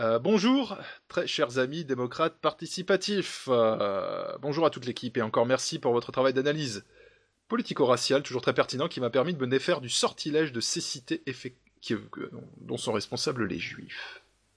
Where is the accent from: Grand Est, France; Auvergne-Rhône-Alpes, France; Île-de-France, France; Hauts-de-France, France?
Grand Est, France; je dirais simplement que je suis Lorrain, que j'appartiens au monde de la construction, notamment au Luxembourg